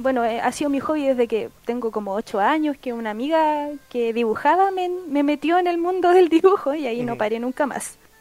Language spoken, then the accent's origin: Spanish; Puente Alto, Santiago Metropolitan Region, Chile; yo soy de Puente Alto, mi origen están ahí